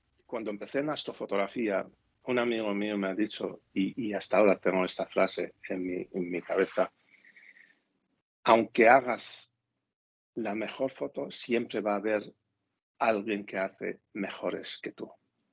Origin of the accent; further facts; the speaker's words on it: Spain; now in Gijón, Spain; Soy de origen de Siria, pero llevo toda la vida aquí en España. Vivo en Gijón.